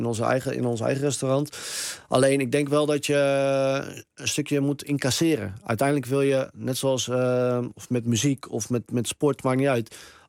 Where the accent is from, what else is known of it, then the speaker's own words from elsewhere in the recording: Harderwijk, Gelderland, Netherlands; Ik kom ook uit Harderwijk.